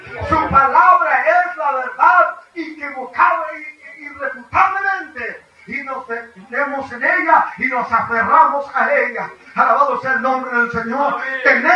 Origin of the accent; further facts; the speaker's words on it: United States; Yo realmente ni siquiera soy mexicano. Yo soy de Estados Unidos. Arriba al norte.